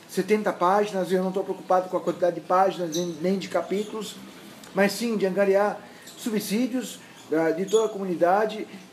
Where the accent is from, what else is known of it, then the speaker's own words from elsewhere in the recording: Santos, São Paulo, Brazil; sou nascido em Santos, no Canal 2, na Beneficência Portuguesa, joguei muita bola no Poço 2, falo tu, falo mango, dois palitos